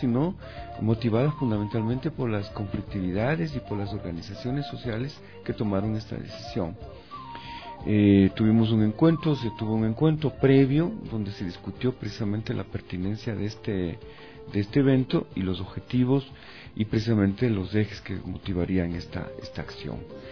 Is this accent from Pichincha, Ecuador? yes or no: yes; Quito, Pichincha, Ecuador; firmes pero también alegres, porque así somos los quiteños de alguna manera.